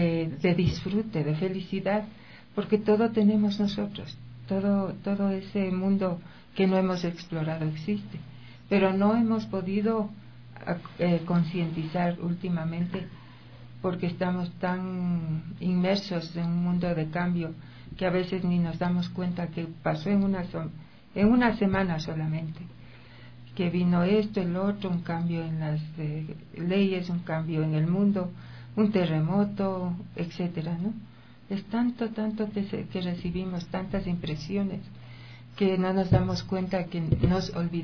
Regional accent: Ecuador; Nosotros como ecuatorianos tenemos muchas virtualidades.

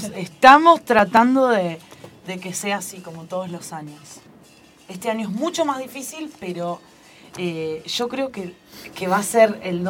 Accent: Los Hornos, Buenos Aires Province, Argentina; born there; muchos de nosotros nacimos en Los Hornos

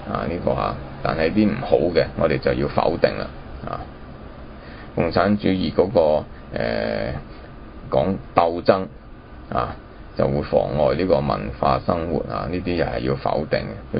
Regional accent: China; 我们今天身为中国人而不能够保存中国文化精神

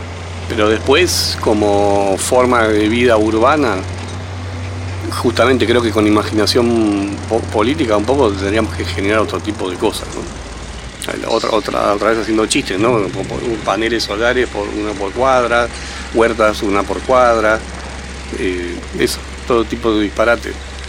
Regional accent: Buenos Aires, Argentina; lo que más me angustia es somos los porteños, los pobladores

